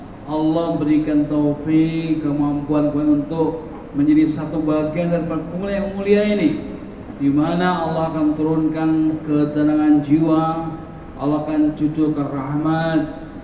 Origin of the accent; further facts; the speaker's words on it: Sydney, New South Wales, Australia; Indonesian is a second language; saya ini berasal dari Sydney, saya sebenarnya baru masuk Islam, kurang lebih baru 17 tahun yang lalu.